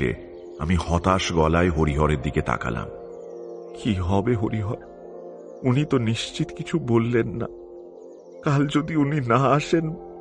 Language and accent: Bangla; West Bengal, India; now in Kolkata, India; এখন কলকাতাতেই বাড়ি কিনেছি বটে, কিন্তু আমার আদি বাড়ি বীরভূম জেলায়।